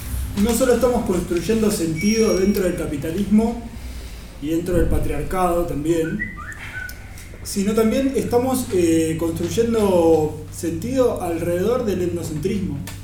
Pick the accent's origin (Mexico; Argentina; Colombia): Argentina; Y nosotros hablamos como argentinos